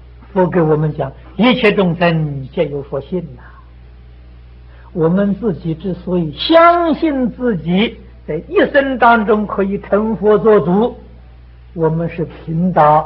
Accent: China; 唯有我们中国人很谦虚

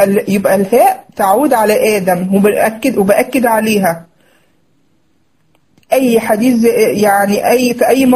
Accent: Egypt; وتقولي يعني في لفظنا عندنا في مصر يقولك ايه

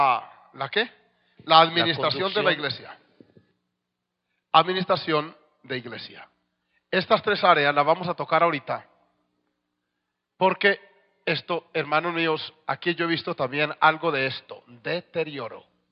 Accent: Colombia; 2 de los oficiales que estamos allá ayudando ahora también somos colombianos.

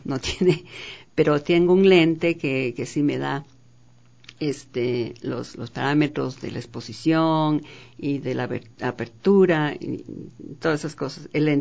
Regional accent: Sangolquí, Pichincha, Ecuador; Yo nací en Sangolquí, mi madre era sangolquileña, y entonces yo tengo mucho amor a Sangolquí todavía, aunque yo no he vivido ahí desde los 9 años.

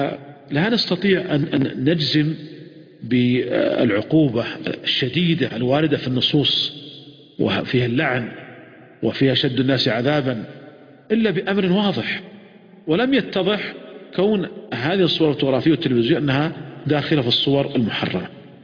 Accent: Saudi Arabia; ولذلك كان قديما عندنا في المملكة العربية السعودية، وأذكر ذلك لما يعني كنت صغيرا

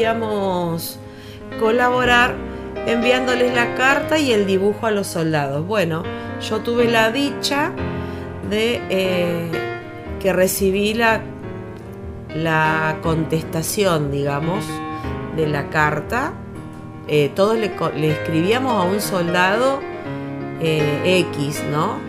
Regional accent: Huatraché, La Pampa, Argentina; now in General Campos, Argentina; actualmente vivo en General Campos. Soy nacida y criada en Huatraché. Tengo 47 años y apenas tenía casi 8 cuando se declaró el conflicto de Malvinas.

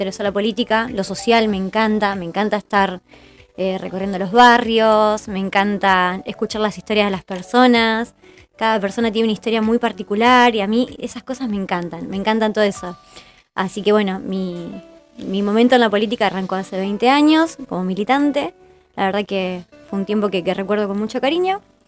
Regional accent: General Daniel Cerri, Buenos Aires Province, Argentina; Yo soy de Cerri, de toda la vida, desde los 3 años hasta el día de hoy. No me quiero ir.

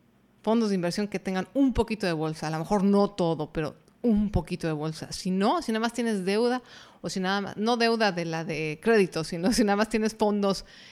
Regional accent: Mexico; por lo menos en mi país, que es México, no existe.

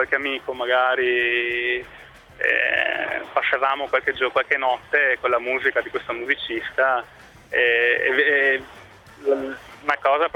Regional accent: Padua, Veneto, Italy; io sono da Padova, ho lavorato a Modena, sono province abbastanza laboriose

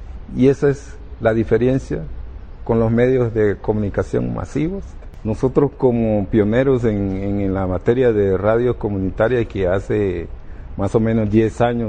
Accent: Honduras; first language Garifuna; Spanish is a second language; Tratamos de manejar en un 60% nuestra lengua materna, que es el garífuna. Es un pueblo con su propia identidad cultural.

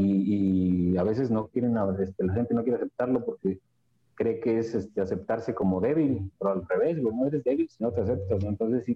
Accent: Xalapa, Veracruz, Mexico; born there; also born or lived in Tantoyuca; me regresé a Tontoyuca, de donde yo nací aquí en Jalapa, pero viví en Tontoyuca. Estuve un año en el 2010

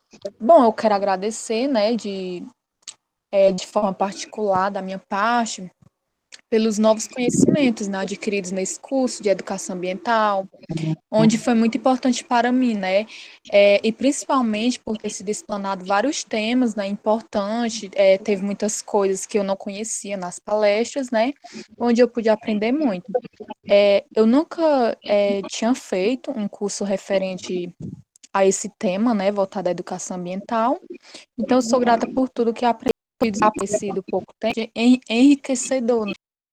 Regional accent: Meruoca, Ceará, Brazil; Eu sou de Meruoca, professor.

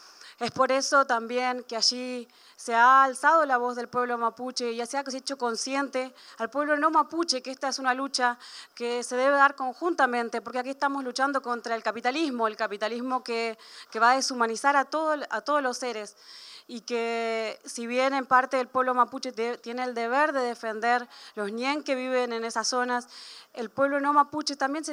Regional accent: Argentina; también vengo del Puel Mapu.

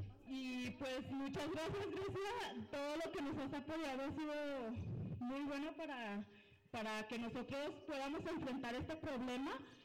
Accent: Estancia de Guadalupe, Mexico; Soy de Estancia de Guadalupe.

